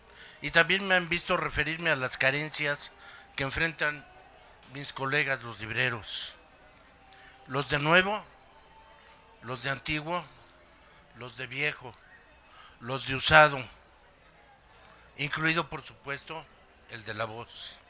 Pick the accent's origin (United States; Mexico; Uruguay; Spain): Mexico; saquemos el orgullo que como mexicanos nos resulta propio.